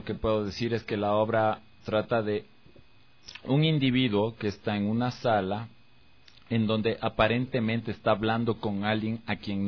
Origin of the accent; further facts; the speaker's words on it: Quito, Pichincha, Ecuador; Yo soy de Quito. Soy súper de Quito.